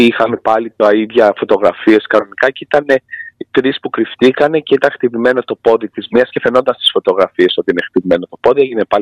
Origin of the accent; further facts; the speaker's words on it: Greece; Και να ντρέπομαι εγώ που είμαι Έλληνας να νιώθω ότι είναι αυτοί καλύτεροι από εμάς, γιατί εγώ είμαι λίγο πατριώτης